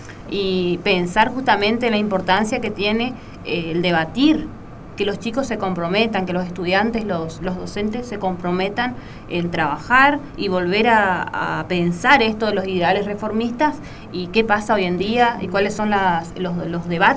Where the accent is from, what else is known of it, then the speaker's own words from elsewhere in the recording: Argentina; con el contexto político económico que estamos viviendo nosotros como argentinos también, ¿no?